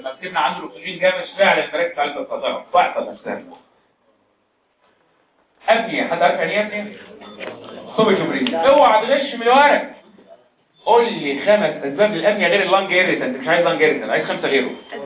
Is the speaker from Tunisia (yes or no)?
no; Egypt; طب يعني عندنا في مصر موجوده